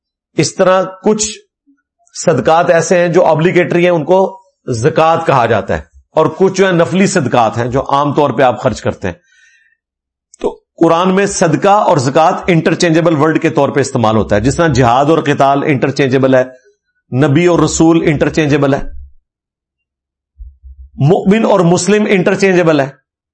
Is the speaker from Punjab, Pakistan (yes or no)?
no; Karachi, Sindh, Pakistan; میں کراچی سے ہوں, ہمارے شہر میں ڈکیتیاں بہت ہوتی ہیں